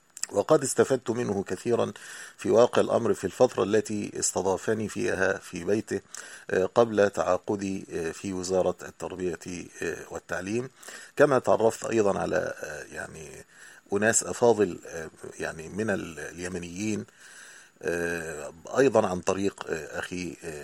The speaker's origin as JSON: {"language": "Arabic", "country": "Egypt", "said": "المدارس الأهلية تسمى عندنا في مصر المدارس الخاصة"}